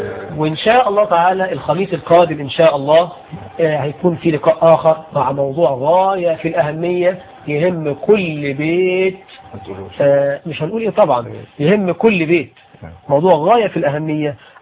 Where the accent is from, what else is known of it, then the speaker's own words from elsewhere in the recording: Egypt; بلدنا مصر